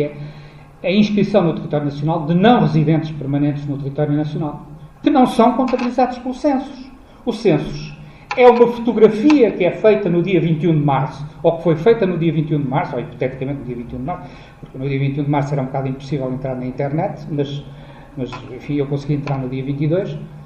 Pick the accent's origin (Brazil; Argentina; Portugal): Portugal; é uma característica tão nossa, de gostarmos de ter qualquer documentozito que nos acredite como portugueses